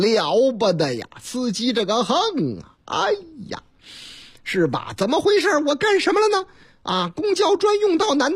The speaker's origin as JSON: {"language": "Chinese", "region": "Chongqing", "country": "China", "tie": "born or raised there", "said": "我老家三城重庆渝北区有个菜市场"}